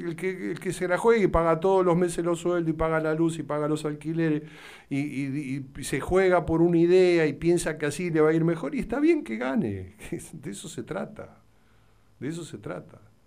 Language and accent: Spanish; Argentina; todos nos respetamos como ciudadanos, como argentinos.